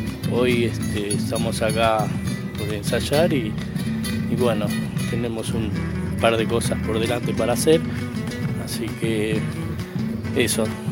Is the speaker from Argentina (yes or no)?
yes; Buenos Aires, Argentina; born there; now in Baigorrita, Argentina; Yo soy nacido en Buenos Aires y bueno, aprendí a tocar la guitarra en Santiago del Estero hace unos cuantos años. No quiero decirlo porque, viste, van a pensar que soy grande, pero no. Y bueno, hace 13 años que vivo acá en Baigorrita.